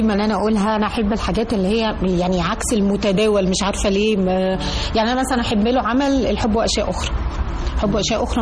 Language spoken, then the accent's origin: Arabic; Egypt; واللي حاسينه كلنا كمصريين كبني أدمين عايشين في المجتمع ده